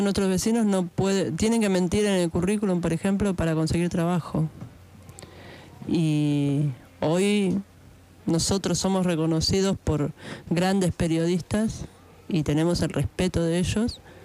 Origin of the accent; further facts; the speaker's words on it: Buenos Aires, Argentina; en nuestros barrios, en Capital, yo soy de Buenos Aires, la verdad que en las villas de allá se ve mucho la droga.